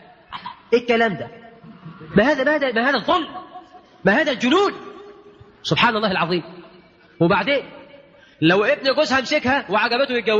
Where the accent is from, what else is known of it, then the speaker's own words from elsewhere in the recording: Egypt; اجعل بلدنا مصر آمنا مطمئنا وكل بلاد